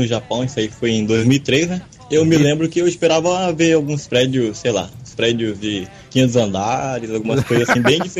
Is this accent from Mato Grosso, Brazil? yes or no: yes; Mato Grosso, Brazil; also born or lived in São Paulo; Eu sou de Mato Grosso, né? Eu, apesar de ter nascido em São Paulo, eu cresci no interior de Mato Grosso.